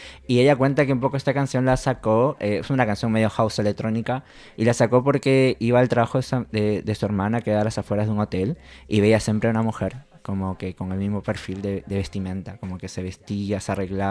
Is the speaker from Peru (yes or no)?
yes; Peru; now in Argentina; yo vengo de la escena de Perú.